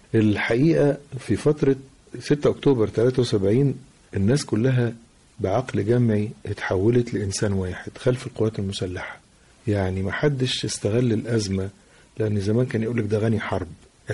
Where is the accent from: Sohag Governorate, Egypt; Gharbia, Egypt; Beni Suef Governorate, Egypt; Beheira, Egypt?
Gharbia, Egypt; Tanta; وقتها كنت في بلدي طنطا